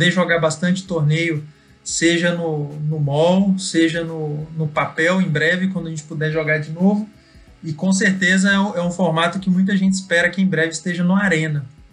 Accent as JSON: {"language": "Portuguese", "town": "Goiânia", "region": "Goiás", "country": "Brazil", "said": "Isso mesmo, sou aqui de Goiânia"}